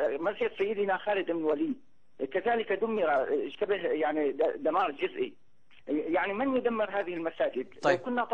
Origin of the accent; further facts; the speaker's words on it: Homs, Homs Governorate, Syria; كانت اللحية عندنا في حمص وفي سوريا تحتاج إلى رخصة